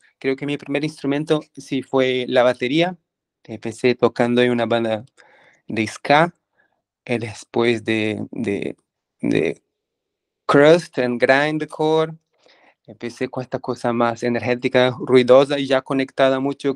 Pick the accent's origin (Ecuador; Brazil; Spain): Brazil; São Paulo; also born or lived in São Carlos / Arujá; el estado de São Paulo, al interior, pero la verdad es que nunca viví mucho ahí. Cuando pequeño ya fui a São Paulo, vivir entre São Paulo y el interior de São Paulo, que se llama Arujá, donde viven mis abuelos.